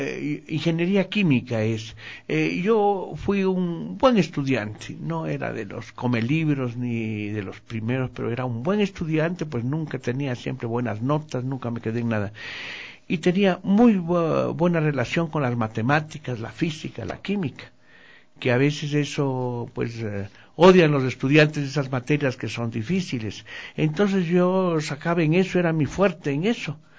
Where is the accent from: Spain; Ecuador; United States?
Ecuador; Riobamba, Chimborazo; hablo de Riobamba, que es mi tierra, hablo del país, del Ecuador